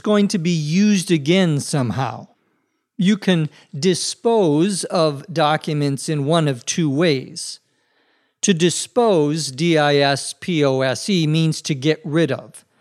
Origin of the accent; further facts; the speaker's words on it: Minnesota, United States; When I was a child growing up in Minnesota, especially out in the areas outside of the city, you would often see bonfires